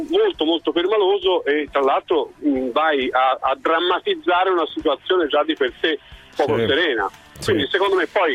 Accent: Florence, Tuscany, Italy; io sono fiorentino, amo questa città, la vivo e so che è un po' un teatro

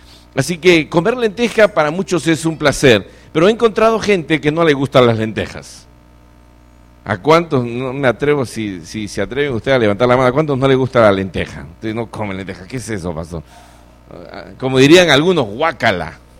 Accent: Lima, Peru; also born or lived in Argentina; Yo nací allá también. Así que soy de Lima, del RIMAC.

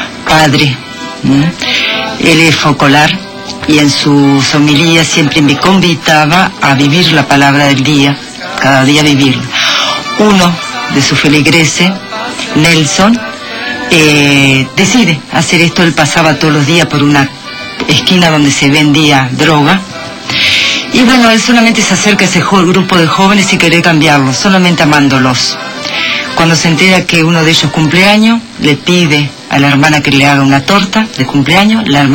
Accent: Uruguay; Soy uruguaya.

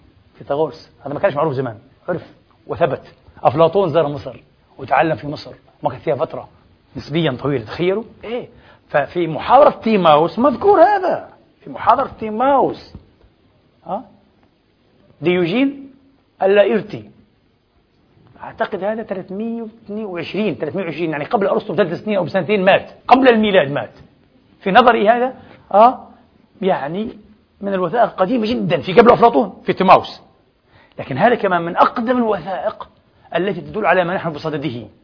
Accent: Palestine; ليش أنا كفلسطيني بيزعلني إني أنتقص من مصر أو تونس أو ليبيا

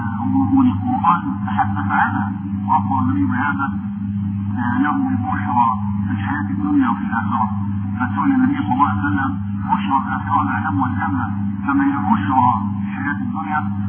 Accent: Egypt; وخاصة أنا أقول في بلدنا مصر

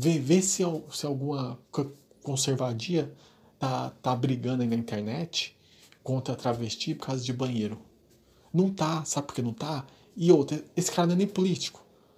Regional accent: São Paulo, Brazil; Eu sou de São Paulo.

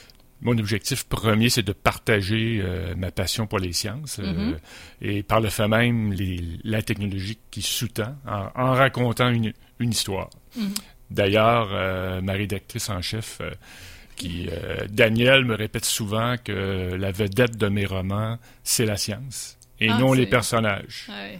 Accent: Quebec, Canada; En fait, moi, je viens de la région de Charlevoix.

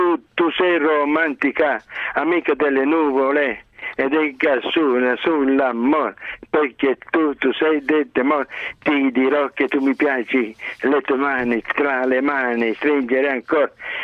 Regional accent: Campobasso, Molise, Italy; born there; io sono nato a Campobasso, Molise.

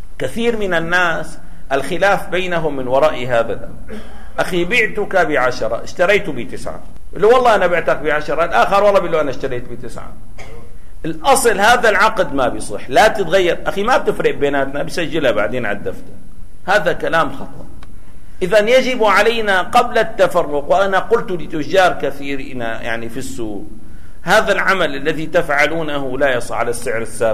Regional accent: Damascus, Damascus Governorate, Syria; إذا كنا في بلد مثل سوريا الآن، يعني بلدنا دمشق

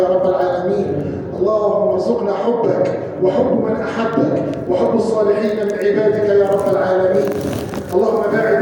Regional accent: Egypt; اللهم احفظ بلادنا مصر من الفتن

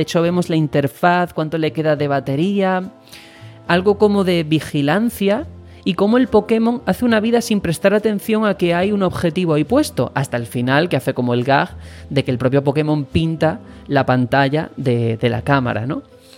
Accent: Spain; un juego que técnicamente está ambientado y basado en mi país, en España, resulta que me descubre cosas de mi país, que es España, que yo, como español, no conocía

